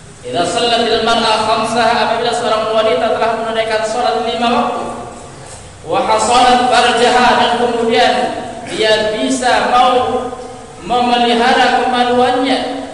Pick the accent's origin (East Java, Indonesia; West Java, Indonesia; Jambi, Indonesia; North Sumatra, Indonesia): North Sumatra, Indonesia; Medan; Seperti orang-orang di kampung kami sana di Medan